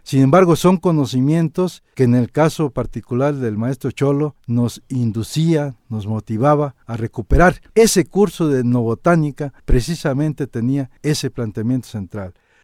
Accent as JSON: {"language": "Spanish", "country": "Mexico", "said": "no a nuestros intereses como mexicanos."}